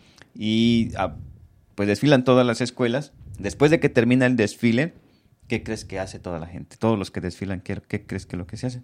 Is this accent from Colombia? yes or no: no; Zacatepec, Morelos, Mexico; allá donde soy yo, en mi colonia, en mi pueblo, en mi México, uh-huh. Yo soy Zacatepec, Morelos, ¿verdad?